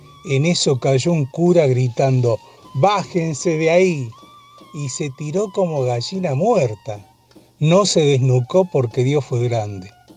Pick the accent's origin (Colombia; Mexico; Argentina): Argentina; Rafael Calzada, Buenos Aires Province; de Rafael Calzada, aunque hace muchísimos años que no vivo en Calzada, pero sigo siendo de Calzada.